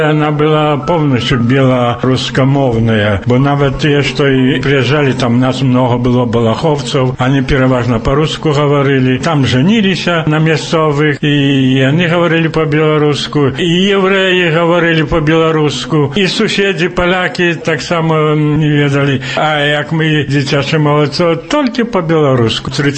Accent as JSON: {"language": "Belarusian", "town": "Białowieża", "region": "Podlaskie Voivodeship", "country": "Poland", "said": "и так доведався, и тогда переписався, зробив это, что я з Польши."}